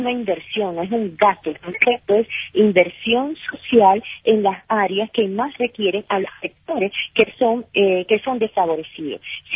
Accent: Venezuela; como nosotros venezolanos sabemos y queremos vivir en paz

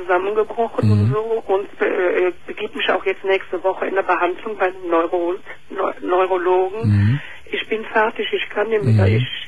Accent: Cologne, North Rhine-Westphalia, Germany; now in Ruprechteroth, Germany; Ich bin aus Köln.

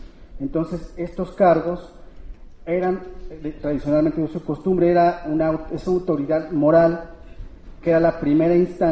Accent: San Miguel Ajusco, Mexico City, Mexico; vengo de la comunidad de San Miguel y Santo Tomás Ajusco.

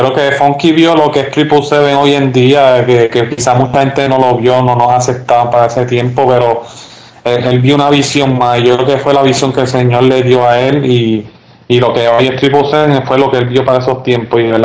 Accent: Puerto Rico; also born or lived in United States; yo me crié en Puerto Rico y en Estados Unidos, pues el joven se cría bien diferente

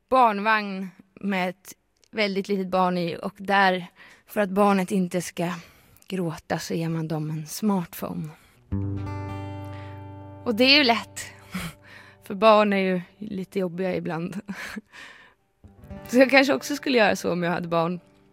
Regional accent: Stockholm County, Sweden; När jag växte upp, i Sverige i en skog utanför Stockholm

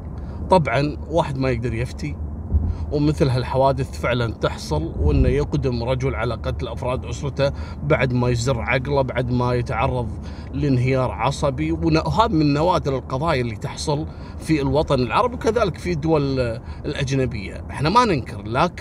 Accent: Kuwait; أما القضية الثالثة اللي حصلت قبل يومين عندنا في الكويت

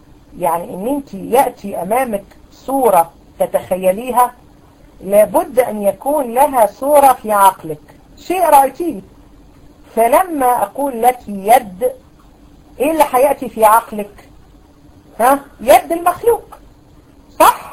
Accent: Egypt; على فكرة المذهب الأشعري عندنا في مصر

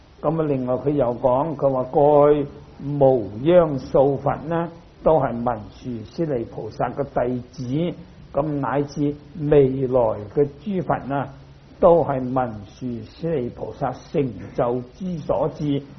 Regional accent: Guangdong, China; 我是廣東人，標準廣東話就讀室利

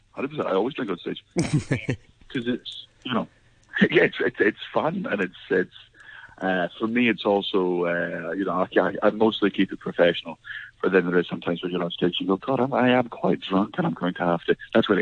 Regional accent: Scotland, United Kingdom; I'm Scottish and I have a very Scottish vocabulary

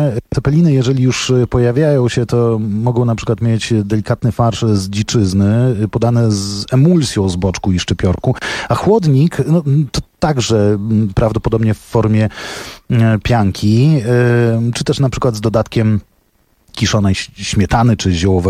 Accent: Poland; ja pochodzę z północno-wschodniej Polski

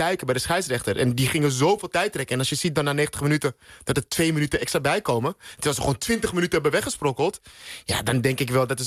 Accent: Netherlands; Nou ja, wij hebben als Nederlanders toch best wel wat trauma's gehad

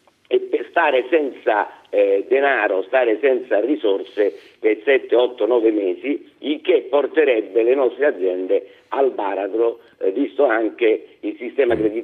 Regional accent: Sicily, Italy; ne parlo io che sono siciliano d'origine, quindi non è un'offesa

